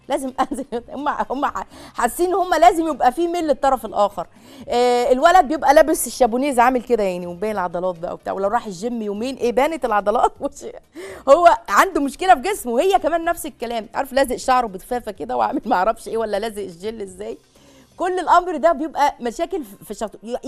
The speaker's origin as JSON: {"language": "Arabic", "country": "Egypt", "said": "مش عارفة أنا مصري عصري يعني ولا إيه"}